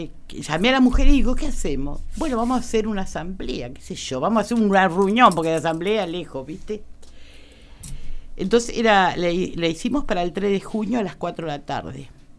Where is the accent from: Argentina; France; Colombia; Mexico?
Argentina; Pellegrini, Buenos Aires Province; Y era salir a la radio de mi pueblo, que era de Pellegrino